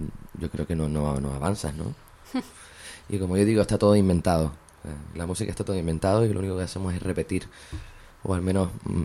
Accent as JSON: {"language": "Spanish", "town": "Las Palmas", "region": "Canary Islands", "country": "Spain", "said": "Bueno, en mi tierra, en Las Palmas."}